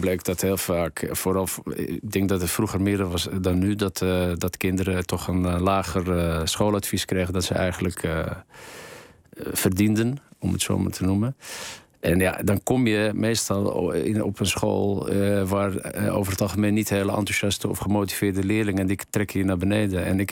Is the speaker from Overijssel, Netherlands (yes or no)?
no; Amsterdam, North Holland, Netherlands; ik kom zelf uit Amsterdam, hier aan de Eversestraat.